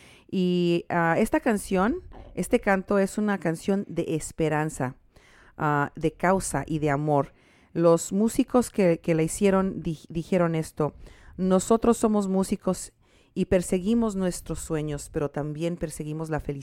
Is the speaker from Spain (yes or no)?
no; Mexico; Y juntos, nosotros juntos como mexicanos, nos podemos empezar a apoyar.